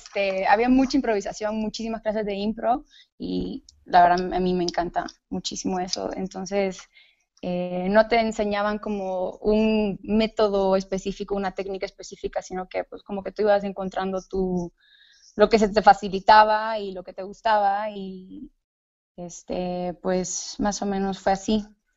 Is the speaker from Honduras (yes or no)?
yes; Honduras; pues soy hondureña, creo que ya sabías eso. Así que si de repente se me sale acento, trata de controlarlo un poco, pero yo en realidad estudié administración de empresas en Honduras